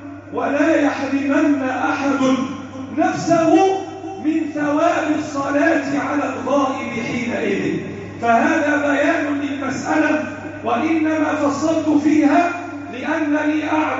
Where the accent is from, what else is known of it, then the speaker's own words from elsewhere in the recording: Egypt; اللهم احفظ بلدنا مصر وسائر بلاد المسلمين،